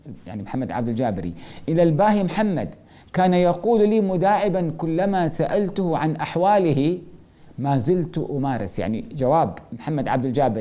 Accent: Kuwait; الدكتور عبد الله النفيسي عندنا في الكويت

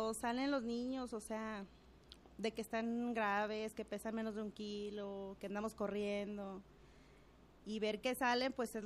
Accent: Guadalajara, Jalisco, Mexico; Pues soy de Guadalajara.

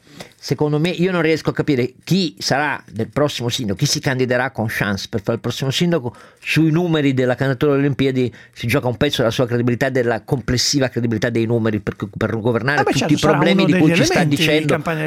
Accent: Turin, Piedmont, Italy; io sono torinese.

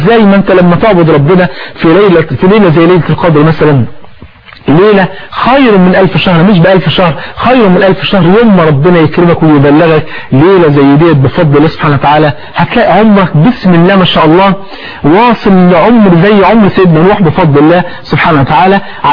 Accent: Egypt; وانت عارف عندنا في مصر الفول في 40 يعني

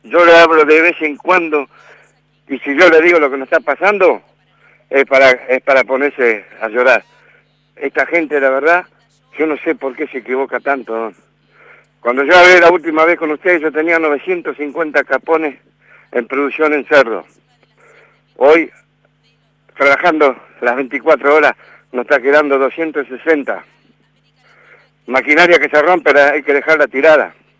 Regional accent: Argentina; soy patriota, soy argentino, hijo de alemanes, nieto de alemanes.

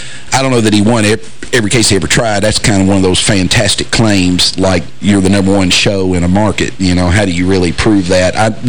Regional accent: Kentucky, United States; but I am from Kentucky, so I'm insecure about that myself.

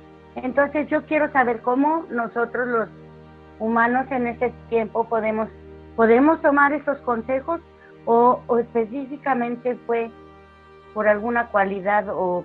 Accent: Mexico; now in Cancún, Mexico; soy de México, vivo en Cancún.

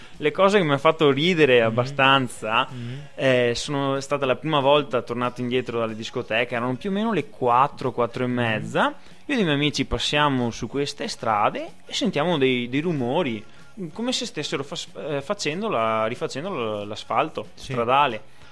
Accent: Venice, Veneto, Italy; Da veneziano posso dire che Venezia è tutta un'altra cosa

